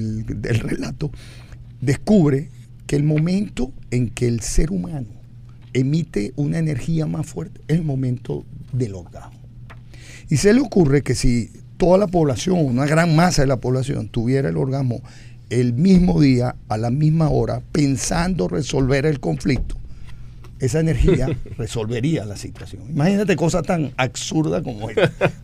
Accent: Venezuela; Sí, como somos los venezolanos.

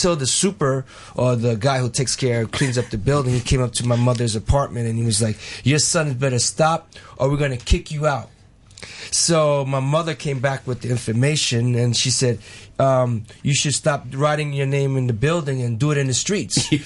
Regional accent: New York, United States; I mean, I'm originally from New York.

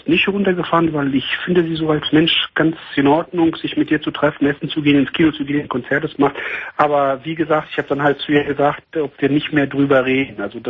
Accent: Greece; Ich komme komme aus Griechenland ursprünglich.

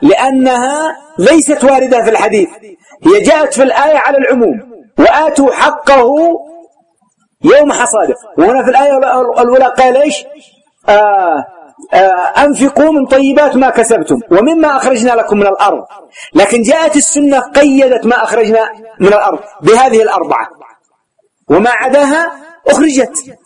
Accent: Yemen; وأجودها كما قلت لكم يسمى عندنا في اليمن العربي والميساني

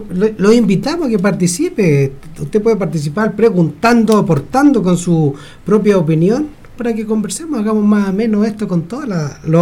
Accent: Chile; Nosotros somos chilenos

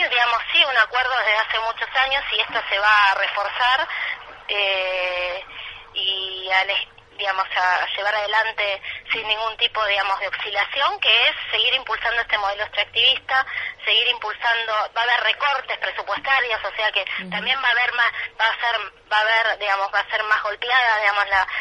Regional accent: Argentina; como somos argentinos, y las argentinas somos en general muy también, digamos, de presentarnos en la calle

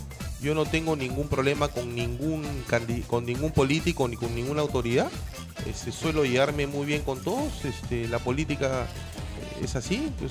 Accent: Bellavista, Callao, Peru; No soy bellavisteño, pero me siento bellavisteño. Soy chalaco, sí, de nacimiento. Chalaco. No he sido bellavisteño por metros, porque nací en la antigua clínica Santa Cecilia, aquí en República de Panamá, muy cerca a Plaza Bea, límite con Bellavista. Pero toda mi vida la he hecho en Bellavista.

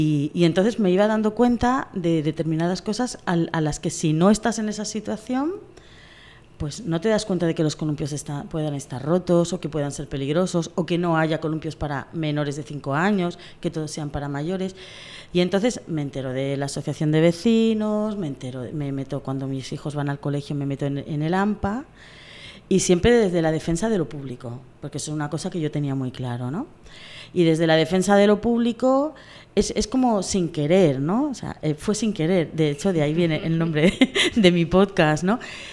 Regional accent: Pamplona, Navarre, Spain; also born or lived in Cartagena; now in Murcia, Spain; Claro, yo vivía en Pamplona. O sea, yo nací en Cartagena, pero desde muy pequeña me fui fuera de Cartagena y me he criado, la mayor parte de mi infancia me he criado en Pamplona.

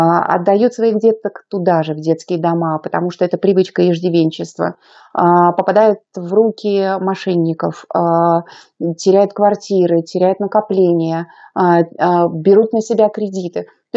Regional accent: Saint Petersburg, Russia; я из Санкт-Петербурга, у нас очень красивый город

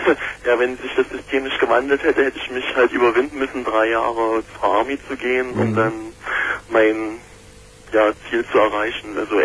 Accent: East Germany, Germany; Ja, so wie gesagt, ich bin aus Ostdeutschland, beziehungsweise Ex-Ostdeutschland.

